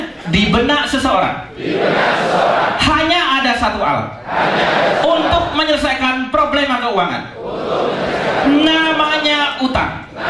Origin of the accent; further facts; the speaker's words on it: Bondowoso, East Java, Indonesia; Saya orang kampung. Saya lahir di kampung di kota Bondowoso.